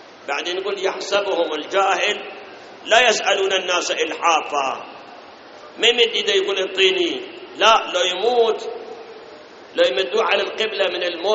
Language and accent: Arabic; Iraq; الآن أي بنك من البنوك عندنا بالعراق وغير العراق ما يتعاطون بالربا؟